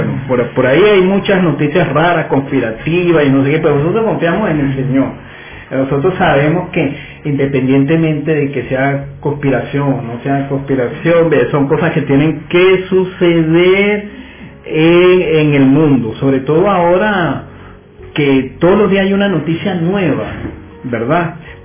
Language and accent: Spanish; Caracas, Capital District, Venezuela; born there; Yo soy caraquista de corazón. Porque yo nací aquí en Caracas, todo el mundo lo sabe, ¿no?